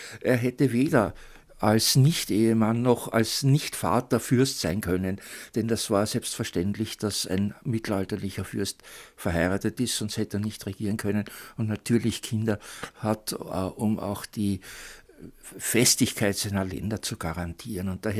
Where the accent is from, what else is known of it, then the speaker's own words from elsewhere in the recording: Lower Austria, Austria; als Niederösterreicher, dessen Mutter Leopoldine heißt und dessen Großvater Leopold heißt